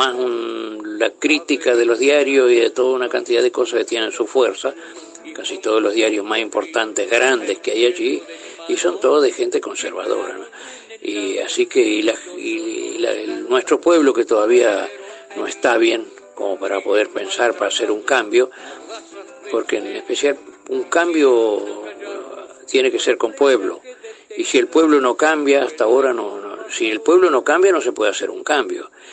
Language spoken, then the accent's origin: Spanish; Paysandú, Uruguay; born or raised there